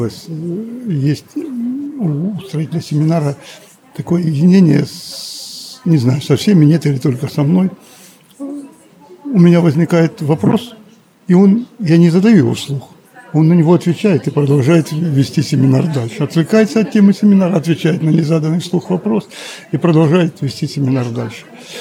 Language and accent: Russian; Taganrog, Rostov Oblast, Russia; Я приехал из Таганрога, Ростовской области.